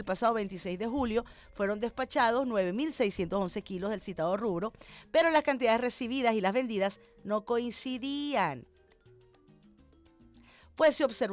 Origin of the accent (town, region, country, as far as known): Venezuela